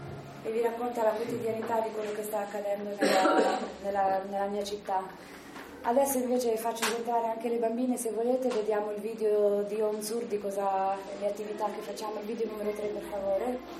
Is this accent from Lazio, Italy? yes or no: no; Marche, Italy; Io che vengo dalle Marche